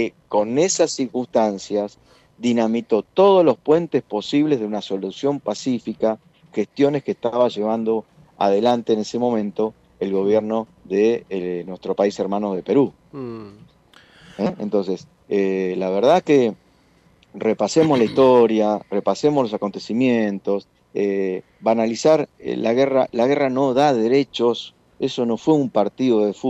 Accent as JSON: {"language": "Spanish", "country": "Argentina", "said": "Argentina es un país de mierda. No es un país de mierda, es nuestro país, nuestra patria, donde nacimos, donde nacieron nuestros padres, nuestros hijos, nuestros nietos."}